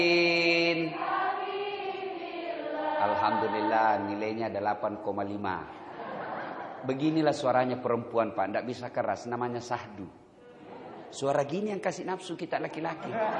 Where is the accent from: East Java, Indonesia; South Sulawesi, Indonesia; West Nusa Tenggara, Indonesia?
South Sulawesi, Indonesia; Saya semalam masih di kampung. Kampung saya itu kurang lebih 5 jam dari kota Makassar.